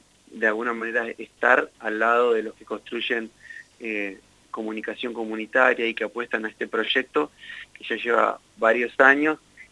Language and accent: Spanish; Huatraché, La Pampa, Argentina; moved away; El otro día pensaba que llevo casi tantos años fuera de Huatraché como en Huatraché. Así que, bueno, no sé si ya soy tanto de Huatraché. Sí, soy de ahí, pero ya hace como 16 años, 15, 16 años que no vivo ahí.